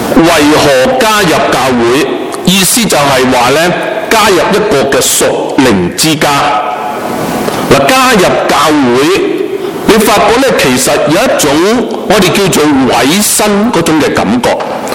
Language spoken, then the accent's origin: Chinese; Hong Kong; 我记得我童年的时候，即是很小的时候，我在香港的屋邨来到是长大的。当时就是60年代